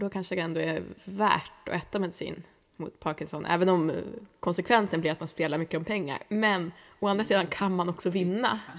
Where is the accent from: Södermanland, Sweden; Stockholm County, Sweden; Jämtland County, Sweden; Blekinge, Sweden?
Stockholm County, Sweden; Stockholm; Ja, eller inte, säger jag som stockholmare.